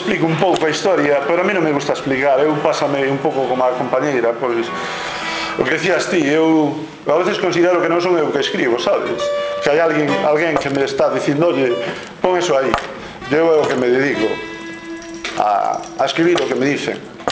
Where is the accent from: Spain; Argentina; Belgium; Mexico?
Spain; Galicia; first language Galician; Falo de castelán ao José, porque eu co José falo castelán. Con todo o día falo galego, pero como fala castelán, sabes? Escápome. E jódeme mogollón, porque eu son galego parlante.